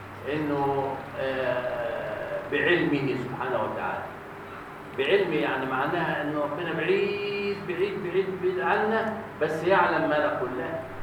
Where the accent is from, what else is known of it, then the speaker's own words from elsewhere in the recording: Egypt; النصف الاخير عندنا في مصر غير النصف الاخير في ماليزيا